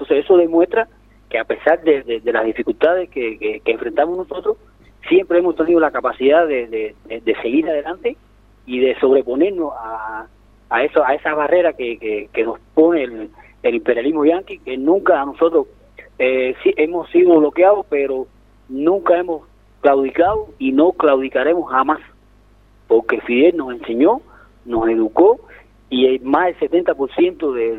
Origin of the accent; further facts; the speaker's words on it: Cuba; todo lo que somos los cubanos se lo debemos a Fidel.